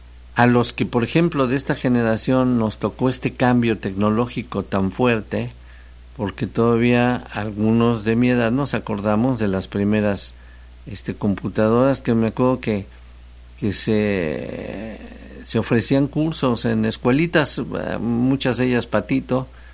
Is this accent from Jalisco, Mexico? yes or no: no; Xalapa, Veracruz, Mexico; te saludo desde el puerto, desde el puerto Jarioso. Llevo 3 años viviendo aquí, allá en el puerto, soy de Jalapa.